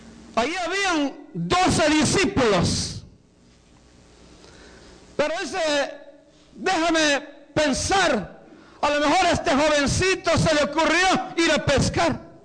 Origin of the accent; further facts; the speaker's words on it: Guatemala; born there; Voy a ir a Guatemala, una campaña allá de mi casa donde yo nací.